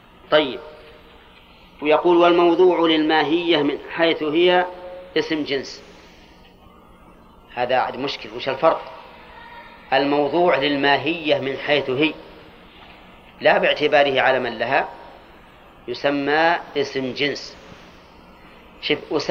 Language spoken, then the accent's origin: Arabic; Al-Qassim, Saudi Arabia; كنية عندنا في القصيم